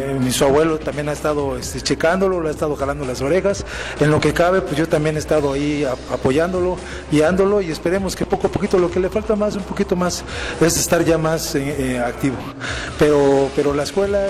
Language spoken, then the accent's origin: Spanish; Mexico; Entonces, como mexicanos, hay que apoyarnos para que esto siga.